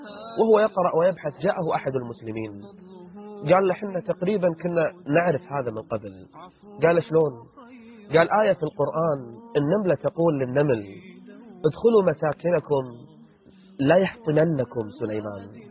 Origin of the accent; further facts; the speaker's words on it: Kuwait; 45,000 فقط يدخلون عندنا في الكويت